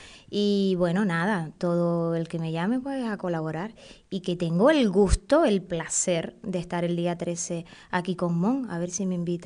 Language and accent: Spanish; Guantánamo, Cuba; born there; also born or lived in Havana; nací en Guantánamo. Y la gente que nace en Guantánamo pues nos dicen guantanamero, yo soy guantanamera de origen. Me fui a La Habana y bueno, si me pongo a contarte, pues bueno, para hacerlo breve, nada. Paré aquí en Tenerife